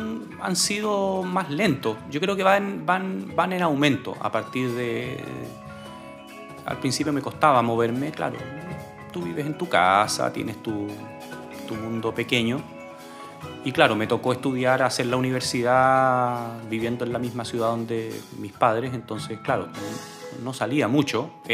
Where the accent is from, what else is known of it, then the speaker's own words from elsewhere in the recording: Santiago, Santiago Metropolitan Region, Chile; now in Angol, Chile; Yo nací en Santiago.